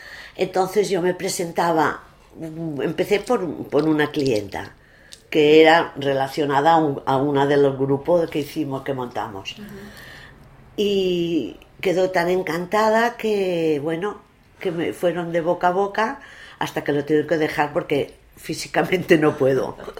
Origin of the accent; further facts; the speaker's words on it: Barcelona, Catalonia, Spain; born there; also born or lived in Bilbao / Madrid / Málaga; la Barceloneta desde hace 25 años. Yo había estado viviendo fuera de Barcelona, bueno, nací en Barcelona, nací en Sants, pero había estado viviendo en Bilbao, en Madrid, en Málaga. Cuando volví a Barcelona